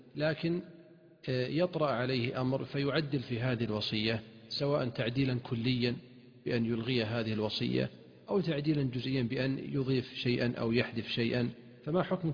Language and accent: Arabic; Saudi Arabia; عندنا في المملكة العربية السعودية